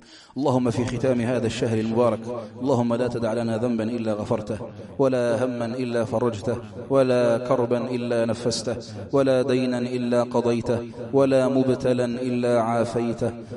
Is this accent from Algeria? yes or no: yes; Algeria; اللهم احفظ بلادنا الجزائر من كل مكروه وسوء وبلاء